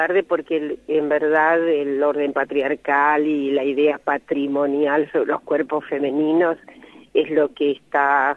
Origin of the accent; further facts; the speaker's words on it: Jacinto Arauz, La Pampa, Argentina; pero soy pampeana, efectivamente.